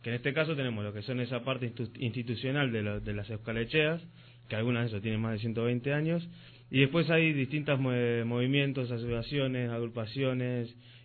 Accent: Rosario, Santa Fe, Argentina; moved away; en mi caso, que soy nacido en Rosario, de Santa Fe, Argentina, que pertenezco a la Euskalechea de Rosario, se llama Zaspiralbat, y donde toda mi vida he sido, por herencia familiar, parte de esa Euskalechea.

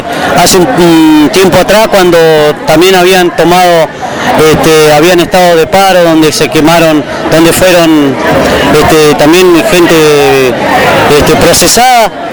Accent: Las Heras, Santa Cruz, Argentina; Lo que me duele es que mi pueblo de Las Heras no me acompañe.

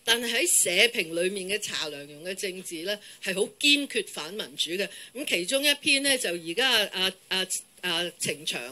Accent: Hong Kong; 我哋係好覺得我哋根本咧又唔係大陸嘅人，又唔係台灣嘅人。又不是英國人，又不是美國人，我們是香港人。

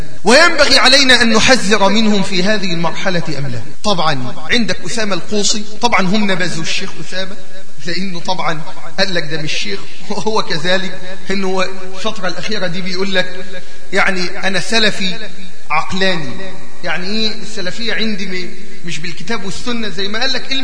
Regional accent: Egypt; زي عندنا في مصر

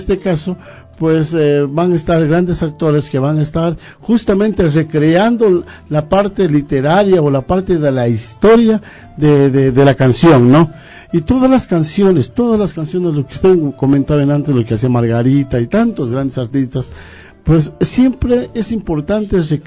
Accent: Loja, Ecuador; moved away; en el caso mío, yo vengo desde Loja, con sueños, con aspiraciones de vidas mejores, de encontrar un futuro mejor

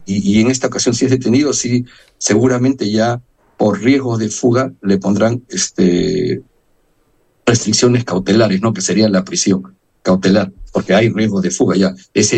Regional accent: Peru; now in Spain; yo soy de Perú, soy diputado en el Parlamento de Cataluña

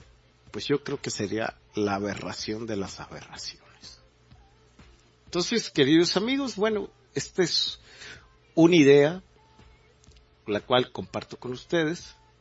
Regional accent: Mexico; Me atrevería a decir que sería interesante que hiciéramos un referendo como mexicanos

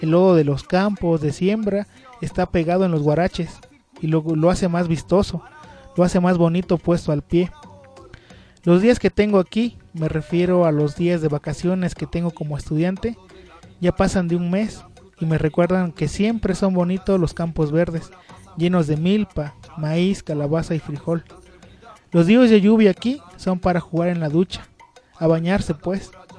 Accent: Citlala, Guerrero, Mexico; me voy a contextualizar y como si yo estuviera en Citlala, ¿no? Porque extraño mucho mi pueblo.

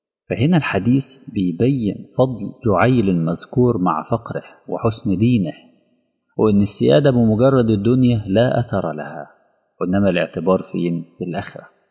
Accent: Egypt; يعني عندنا في مصر بنسميه جلابية

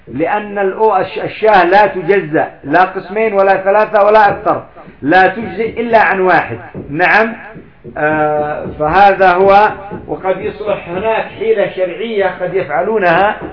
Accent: Yemen; لأن عندنا في اليمن يقول فلان ذهب حارم أو فلان حارم

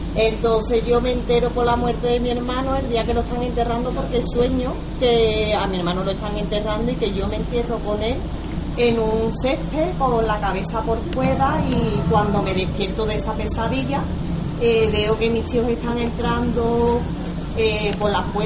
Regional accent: Seville, Andalusia, Spain; soy de Sevilla.

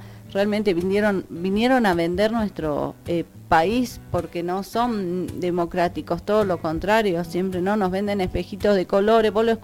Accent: Capilla del Monte, Córdoba, Argentina; Yo que nací, me crié en Capilla del Monte, siempre estuve acá y elijo, si Dios así lo quiere, estar acá el resto de mis días, porque amo este lugar.

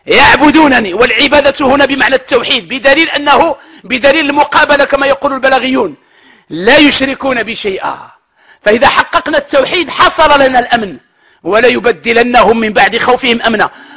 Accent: Morocco

